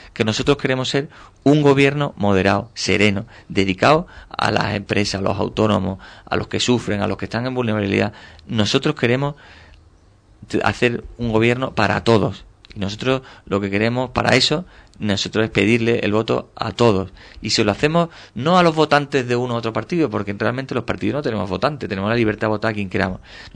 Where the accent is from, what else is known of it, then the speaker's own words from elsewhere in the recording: Cádiz, Andalusia, Spain; como el que yo vengo de Cádiz, de la ciudad de Cádiz, que su propio entorno físico pues te genera muchas dificultades